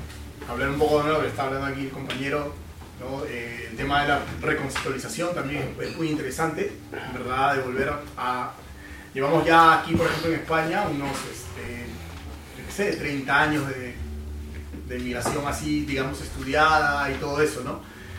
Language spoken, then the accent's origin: Spanish; Peru; de donde yo provengo, ¿no? Yo vengo de Perú.